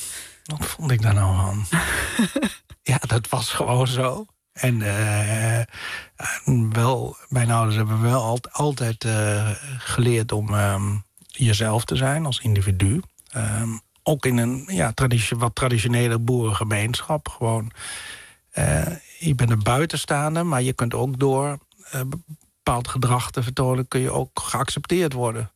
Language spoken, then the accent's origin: Dutch; Netherlands; also born or lived in England; vooral toen ik in Engeland woonde, wordt natuurlijk je nationale identiteit heel erg versterkt, je Nederlandse identiteit